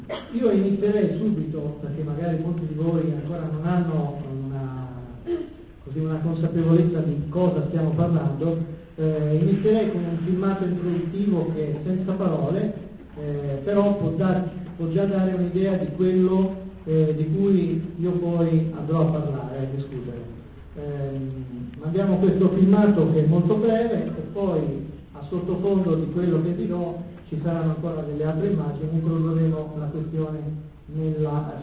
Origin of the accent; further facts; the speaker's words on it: Sanremo, Liguria, Italy; Io vengo da Sanremo